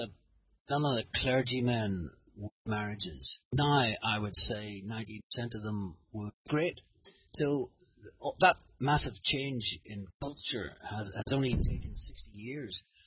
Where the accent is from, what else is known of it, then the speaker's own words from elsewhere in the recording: Northern Ireland, United Kingdom; I was brought up in Ulster, rarely ever met Scotsman, let alone a Frenchman, let alone a Romanian.